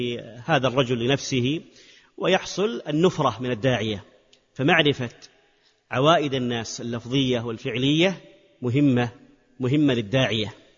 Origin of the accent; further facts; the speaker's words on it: Hejaz, Saudi Arabia; لكن عندنا في الحجاز مثلا هذا أمر فيه تنقص ومعيب